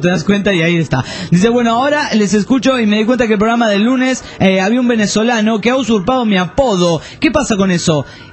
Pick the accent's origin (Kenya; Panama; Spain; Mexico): Panama; Bueno, hola amigos … de Panamá.